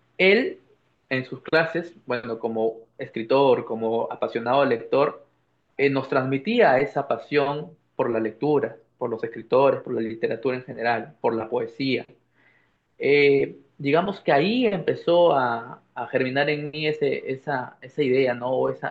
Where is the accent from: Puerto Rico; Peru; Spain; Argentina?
Peru; San Pedro de Lloc, La Libertad; yo soy natural de San Pedro de Yoc, como ya lo has dicho, es un pueblo, una ciudad de la provincia de Pacasmayo, en La Libertad, el Perú, en la zona norte.